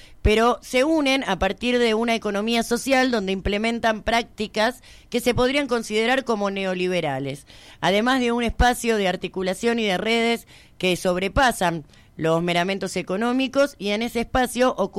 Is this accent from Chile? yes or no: yes; Chile; haciendo alusión sobre todo a que soy chilena